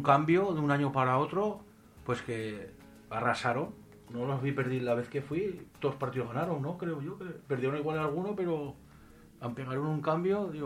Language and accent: Spanish; Zaragoza, Aragon, Spain; a toda mi gente de mi barrio, de la Madalena, que somos los mejores de Zaragoza.